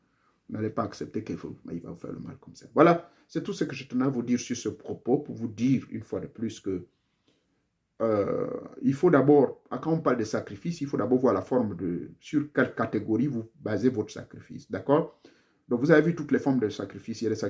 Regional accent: Gabon; chez moi au Gabon

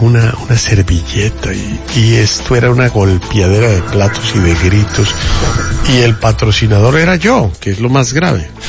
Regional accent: Bogotá, Colombia; born there; Es que yo nací en Bogotá, Colombia, en 1960.

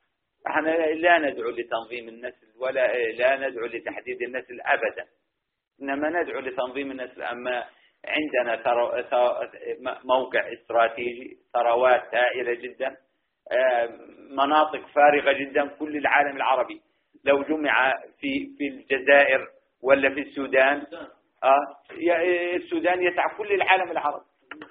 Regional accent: Jordan; كان سن الزواج عندنا في الأردن 26، ثم ارتفع الى 28

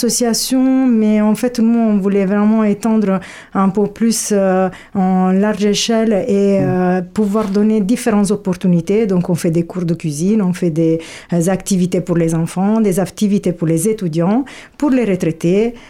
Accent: Italy; accent: Italian; French is a second language; now in France; Ah ben oui, italien, c'est sûr, je suis là depuis un certain temps, mais je garde toujours mon accent italien.

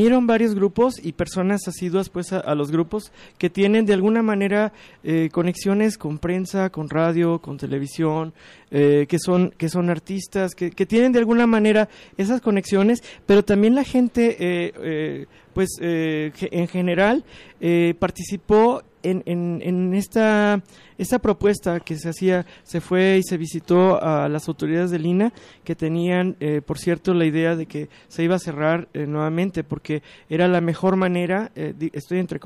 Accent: Guadalajara, Jalisco, Mexico; y también para nosotros como tapatíos, pues para poder apreciar, ¿no?

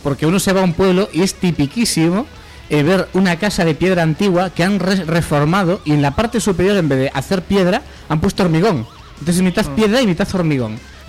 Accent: Pontevedra, Galicia, Spain; now in A Coruña, Spain; Yo soy de Pontevedra, aunque llevo 10 años viviendo en Coruña.

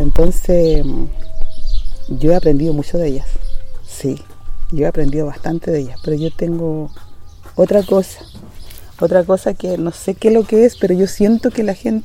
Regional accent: Valle de Azapa, Arica y Parinacota, Chile; Soy nacida y criada en el Valle de Azapa, vengo de una familia afrodescendiente.

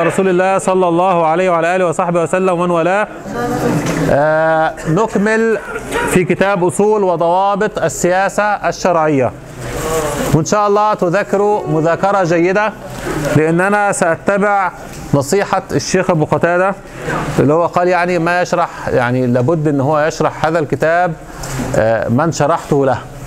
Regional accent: Egypt; المانجو اللي عندنا في مصر، انتوا عندكم المانجا

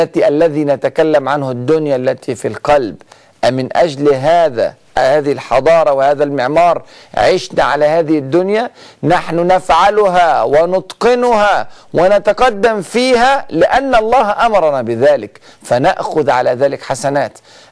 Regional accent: Egypt; وإحنا حتى عندنا في مصر بنقول المثل: محدش بينام من غير عشاء.

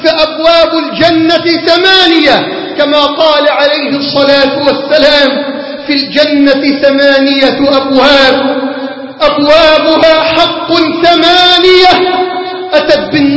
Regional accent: Egypt; اللهم اجعل بلدنا مصر واحة للأمن والأمان

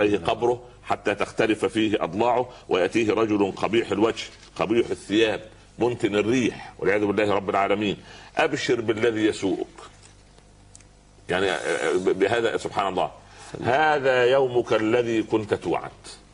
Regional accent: Upper Egypt, Egypt; يقول عندنا في الصعيد على القدر برمه

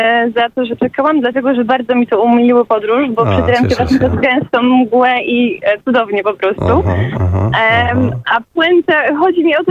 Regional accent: Greater Poland Voivodeship, Poland; małe wioski Wielkopolska. Ja jestem z Wysoka Skina.

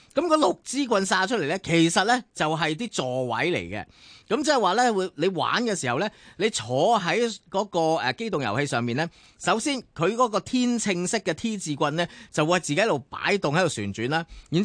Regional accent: Hong Kong; 我哋香港人都有份啦

